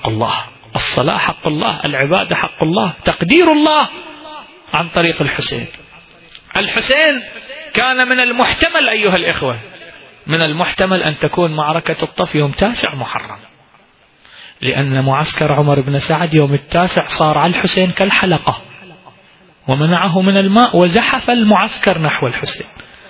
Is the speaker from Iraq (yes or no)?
yes; Iraq; احنا اكو فد بيت من الشعر عندنا بالعراق ينقري